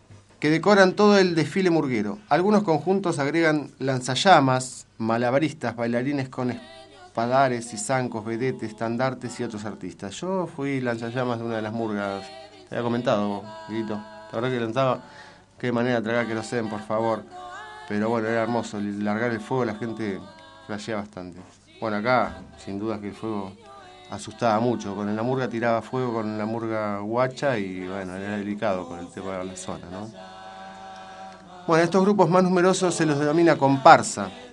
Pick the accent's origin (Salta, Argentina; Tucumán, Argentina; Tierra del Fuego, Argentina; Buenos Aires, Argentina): Buenos Aires, Argentina; moved away; Hace, bueno, 15 años que estoy acá, pero vengo de los corsos de Buenos Aires, de la murga porteña.